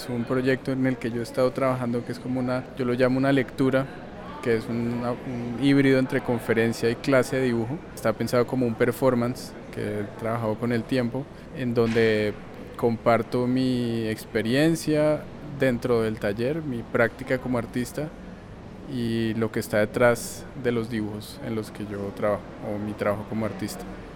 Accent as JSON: {"language": "Spanish", "region": "Bogotá", "country": "Colombia", "said": "yo soy artista de Bogotá."}